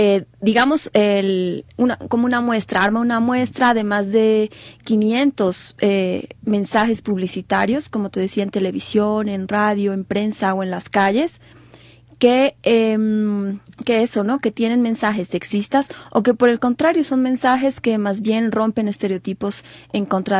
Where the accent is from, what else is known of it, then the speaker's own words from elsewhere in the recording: Bolivia; Yo estoy visitando Ecuador porque soy boliviana